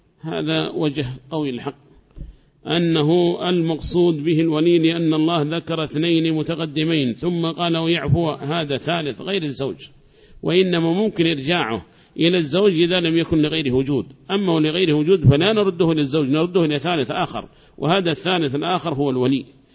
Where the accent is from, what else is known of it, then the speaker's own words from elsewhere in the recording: Yemen; ما هي موجودة عندنا في اليمن هذه المراجع